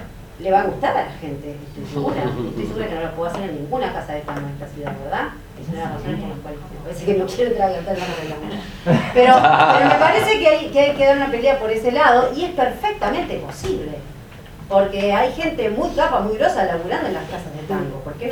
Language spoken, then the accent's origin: Spanish; Uruguay; Quería preguntar, simplemente soy uruguaya, entonces no sé.